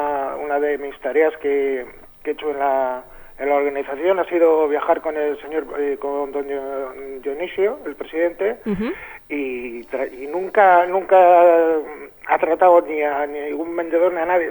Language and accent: Spanish; Santander, Cantabria, Spain; yo pues soy de Santander